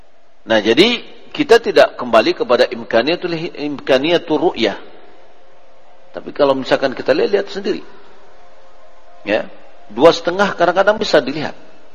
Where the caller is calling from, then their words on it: Ampek Angkek, West Sumatra, Indonesia; Assalamualaikum Buya, saya dari Ampe Angke.